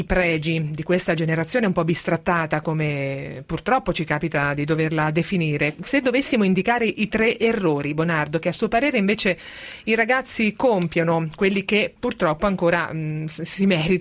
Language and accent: Italian; Marche, Italy; io sono marchigiana